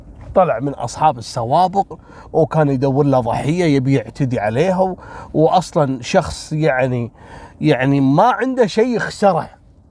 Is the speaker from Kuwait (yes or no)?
yes; Kuwait; قبل اسبوعين في جمعيه عندنا في الكويت اسمها جمعيه مشرف